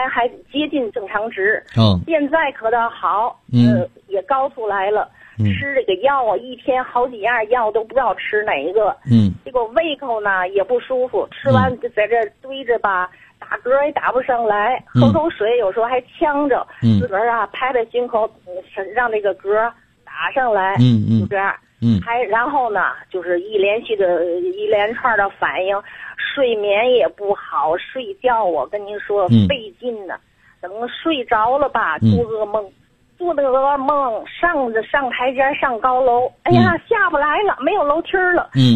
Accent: Tianjin, China; 我是天津的。

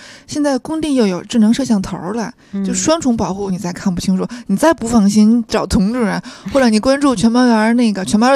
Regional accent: Tianjin, China; 因为我天津人嘛

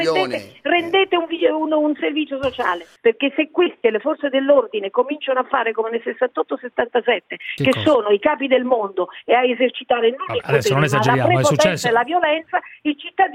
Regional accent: Rome, Lazio, Italy; born there; noi siamo cattolici perché siamo nati a Roma

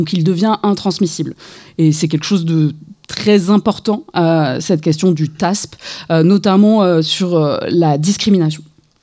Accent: Saint-Étienne, Auvergne-Rhône-Alpes, France; je suis une femme cisgenre, blanche, de plus de 40 ans. J'ai grandi ici à Saint-Étienne. Comme vous le savez, Saint-Étienne est une ancienne ville minière frappée par la désindustrialisation.

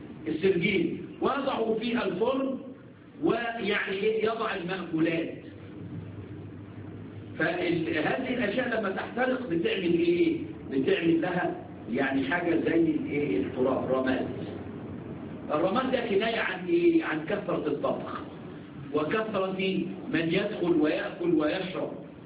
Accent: Egypt; عندنا في مصر يقول لك يا البني ادم ده انتخ.

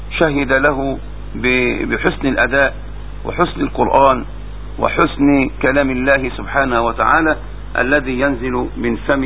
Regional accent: Minyat Mahallat Damanah, Dakahlia, Egypt; ولكن أذكر موقف في قريتي. توفى في هذه القرية منية محل الدمنة رجلان كبيران

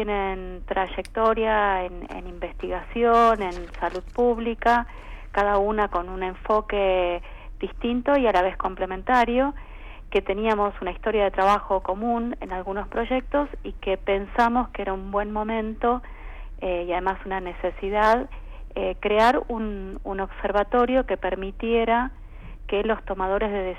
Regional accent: Argentina; la verdad que nosotros como argentinos nos tiene que interesar mirar al interior de cada una de las provincias

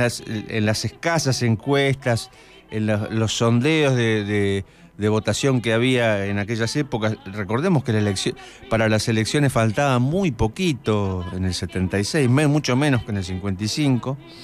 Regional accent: Argentina; esta coyuntura histórica que estamos viviendo como pueblo argentino

